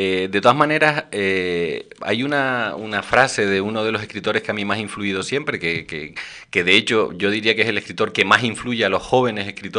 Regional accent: El Hierro, Canary Islands, Spain; Mi infancia en la Isla del Hierro yo creo que es absolutamente imborrable.

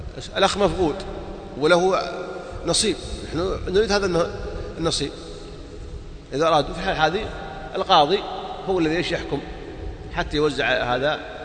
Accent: Saudi Arabia; يوزعون الإفتاء عندنا في السعودية

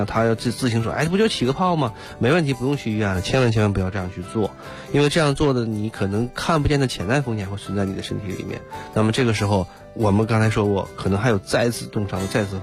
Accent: Northeast China, China; 你比如说我小的时候这个又在东北长大

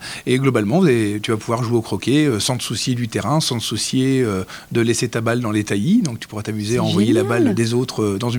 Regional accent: Hauts-de-France, France; moved away; je ne suis pas natif des Vosges. Oui. Et moi, quand je suis arrivé, je viens du Nord Pas-de-Calais.

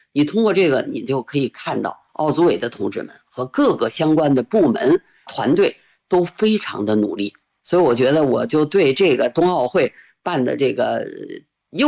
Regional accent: Beijing, China; 我觉得这一点呢，是让我们北京人能够有获得感、有幸福感非常重要的一条

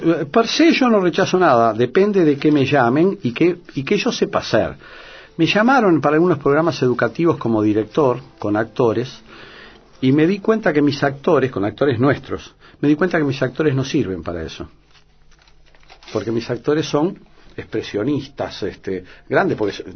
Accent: Uruguay; now in Buenos Aires, Argentina; Los uruguayos piensan que soy porteño, los porteños que soy uruguayo, porque claro, la mitad de mi vida ha estado acá, mis hijas están acá. Yo no, yo políticamente y históricamente me reconozco como oriental

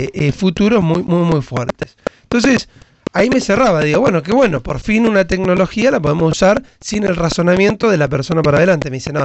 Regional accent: Argentina; Poco dato, mucha opinión, somos los argentinos.

